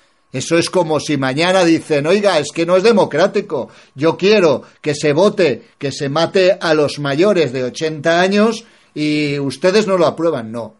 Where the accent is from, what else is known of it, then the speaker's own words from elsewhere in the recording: Spain; a mí la casta me da vergüenza como español que ama España